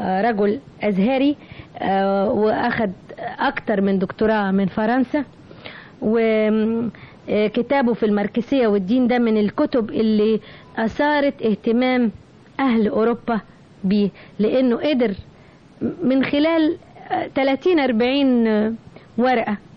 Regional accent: Egypt; شعرت بفخر اني مصرية

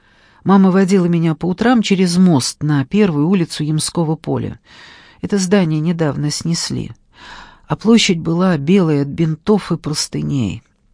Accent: Moscow, Russia; Я родилась и выросла на Миусах. Загадочный топоним. Миусы. Это район возле Белорусского вокзала.

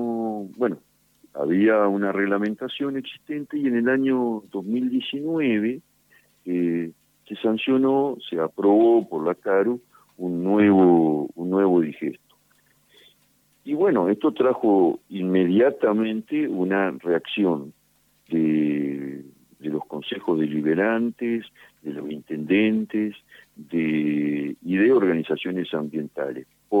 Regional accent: Argentina; nosotros tenemos como argentinos todo

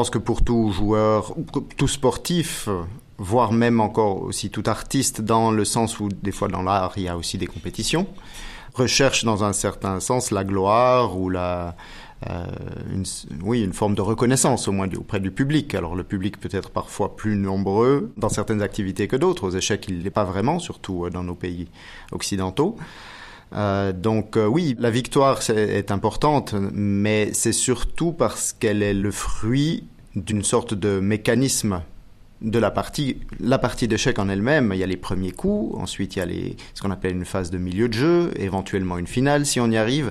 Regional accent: Biel, Bern, Switzerland; born there; je suis suisse, né en Suisse à Bienne, j'ai 43 ans.

